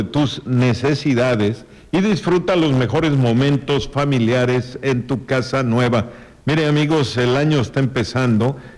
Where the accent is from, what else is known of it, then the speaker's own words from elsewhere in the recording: Chicxulub, Yucatán, Mexico; accent: Chicxulub; mi acento chicxulubense, pues no se asemeja al acento inglés